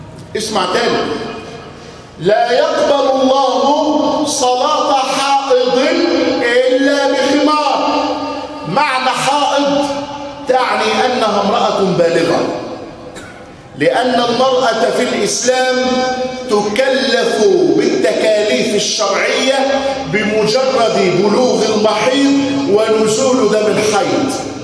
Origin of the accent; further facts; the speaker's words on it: Egypt; ذاك الخمار المعهود في بلادنا مصر